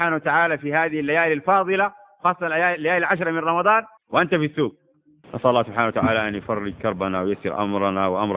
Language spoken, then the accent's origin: Arabic; Sudan; والحمد لله هذه عندنا في السودان يا أخواننا